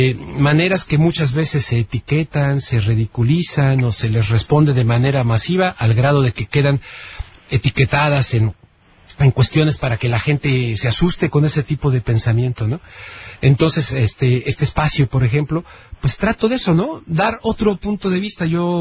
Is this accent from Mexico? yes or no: yes; Mexico; Nosotros como mexicanos, en este caso, como salvadoreños o como hondureños o como lo que sea